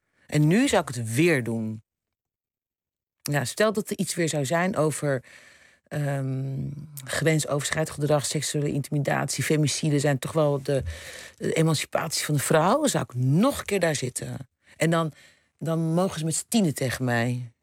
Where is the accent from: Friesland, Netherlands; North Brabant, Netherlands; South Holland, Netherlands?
South Holland, Netherlands; Rotterdam; now in Amsterdam, Netherlands; ik ben een Rotterdammer in Amsterdam. Ik ben een moeder, ik ben een biculturele vrouw.